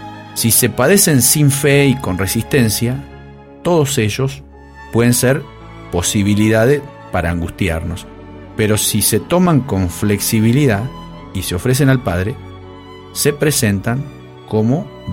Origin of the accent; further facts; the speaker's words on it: Arteaga, Santa Fe, Argentina; Hace varios años, el padre Ángeles Groy, que era párroco de mi pueblo natal de Arteaga, hizo hacer a unos carpinteros una cruz larga y pesada.